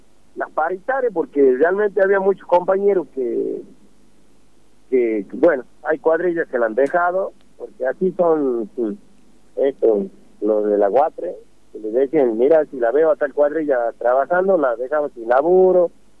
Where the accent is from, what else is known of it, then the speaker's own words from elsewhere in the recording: Alberdi, Tucumán, Argentina; Yo soy del pueblo de Alberdi